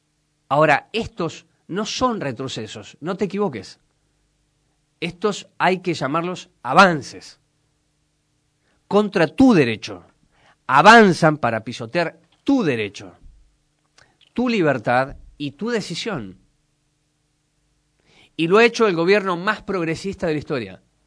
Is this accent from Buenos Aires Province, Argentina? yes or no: no; Córdoba, Argentina; born there; lo que yo he visto en la provincia en la que nací, en Córdoba.